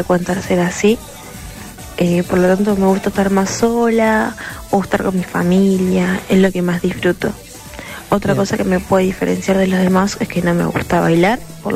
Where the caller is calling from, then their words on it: Los Polvorines, Buenos Aires Province, Argentina; de Polvorines.